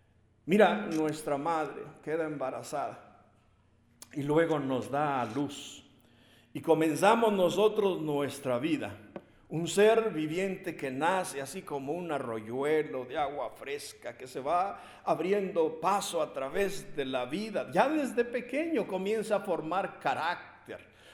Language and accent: Spanish; Mexico; nuestro himno nacional mexicano, de los que somos mexicanos